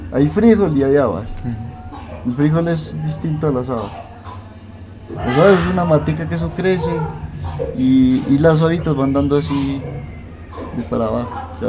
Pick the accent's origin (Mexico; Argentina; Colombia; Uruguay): Colombia; Santa Elena, Antioquia; also born or lived in Medellín; Lo que pasa es que yo soy de aquí de Santa Elena, pero yo nací en Medellín.